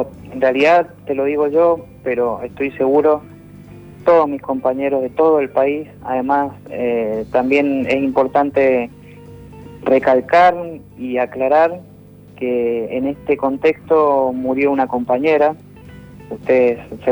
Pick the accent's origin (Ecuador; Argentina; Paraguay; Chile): Argentina; Mendoza; Yo soy de Mendoza y pudimos en esta provincia el 4 de abril pasado realizar una marcha multitudinaria